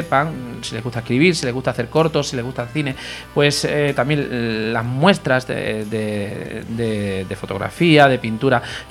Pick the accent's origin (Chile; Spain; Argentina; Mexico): Spain; Extremadura; encinas de mi tierra, de la comarca de Tentudía, rudas y fuertes